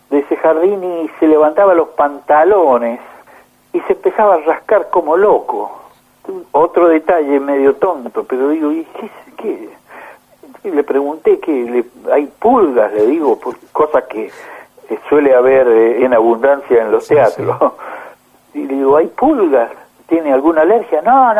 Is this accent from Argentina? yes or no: yes; Argentina; como cualquier argentino que escuche tango